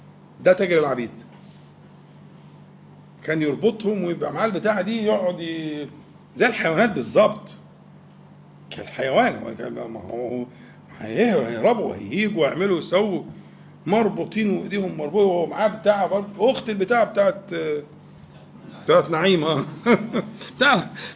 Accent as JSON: {"language": "Arabic", "town": "Al-Nakhas", "region": "Sharqia Governorate", "country": "Egypt", "said": "احنا أنا من الشرقية، عندنا بلد اسمها النخاس قريبة من العاصمة، يعني النخاس."}